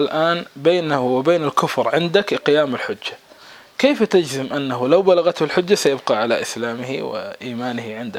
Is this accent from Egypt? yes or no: no; Kuwait; كصنيع هذا اللي عندنا في الكويت